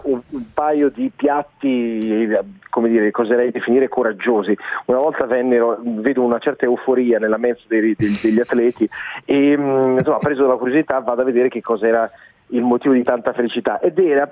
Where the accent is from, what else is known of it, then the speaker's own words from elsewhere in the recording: Bergamo, Lombardy, Italy; Cioè, sì, oggi nella fattispecie sono bergamasco, assolutamente sì.